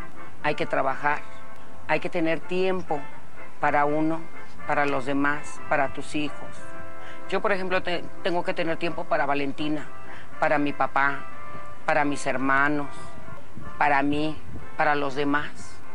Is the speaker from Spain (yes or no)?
no; Tepito, Mexico City, Mexico; Yo cuando salgo al extranjero y me llegan a preguntar que si yo soy de Tepito, enseguidita les digo no, yo no soy de Tepito, Tepito es mío. Porque me siento dueña de él, de cada pedazo.